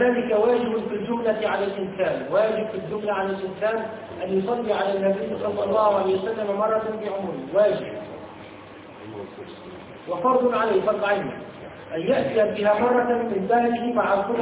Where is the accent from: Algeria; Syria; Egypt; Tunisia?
Tunisia; يقول من عندنا في تونس